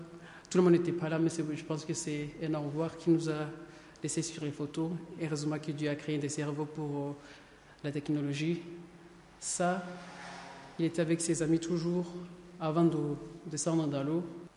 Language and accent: French; Rwanda; Moi, je viens du Rwanda